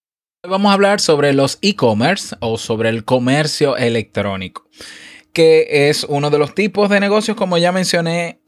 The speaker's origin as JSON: {"language": "Spanish", "country": "Dominican Republic", "said": "Y en mi país, por ejemplo, República Dominicana"}